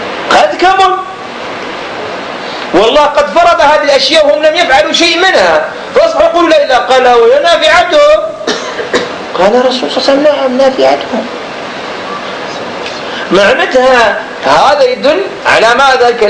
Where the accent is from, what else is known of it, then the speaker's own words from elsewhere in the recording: Algeria; مثلا الآن الخمر عندنا في الجزائر، الآن المجتمع العاصمة الآن الخمر